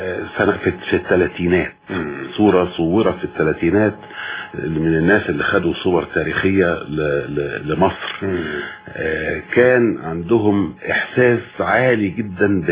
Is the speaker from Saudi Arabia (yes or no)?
no; Sobk El Dahak, Monufia Governorate, Egypt; كل أجازة صيف لابد أن نتجه إلى قريتنا في الريف ننقص هناك في محافظة المنوفية